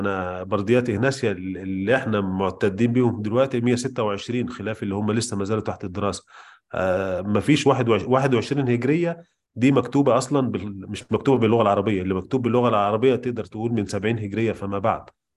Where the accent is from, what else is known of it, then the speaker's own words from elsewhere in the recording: Egypt; وبدأوا تكوين أول مطبعة عندنا في مصر